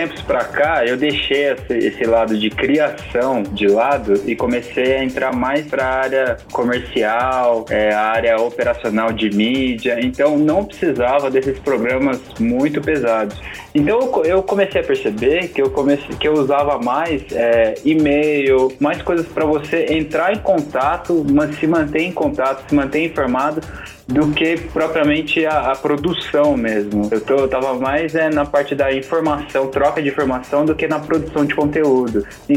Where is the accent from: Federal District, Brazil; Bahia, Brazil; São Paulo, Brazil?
São Paulo, Brazil; Mogi das Cruzes; sou de Mogi das Cruzes.